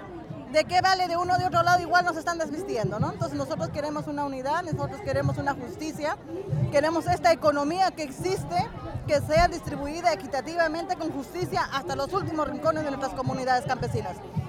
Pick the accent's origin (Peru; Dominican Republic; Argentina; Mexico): Peru; Pero ¿de qué vale el tema de inclusión que en mi país, Perú, dice?